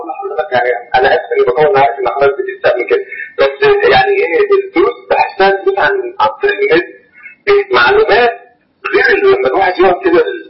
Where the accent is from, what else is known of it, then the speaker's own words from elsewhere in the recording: Cairo, Cairo Governorate, Egypt; now in Minya, Egypt; أنا لو سمحت يا شيخ أنا من القاهرة لكن حاليا شغل في الليل.